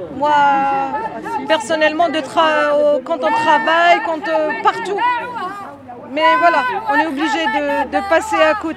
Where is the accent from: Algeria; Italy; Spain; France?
Algeria; si on vous laisse rentrer au consulat, on est algérien, on est interdit de rentrer au consulat